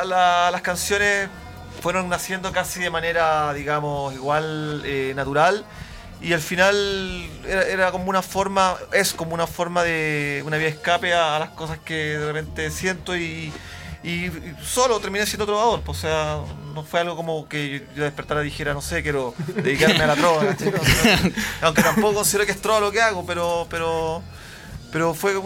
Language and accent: Spanish; Arica, Arica y Parinacota, Chile; now in Santiago, Chile; Sí, soy de Arica y estoy acá en Santiago hace como 10 años, más o menos.